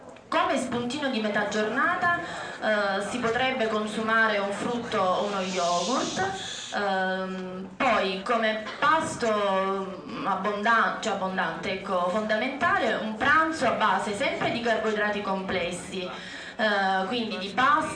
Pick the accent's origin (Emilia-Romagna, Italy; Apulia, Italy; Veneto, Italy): Apulia, Italy; Manduria; vengo dalla Puglia, in particolare Manduria, provincia di Taranto.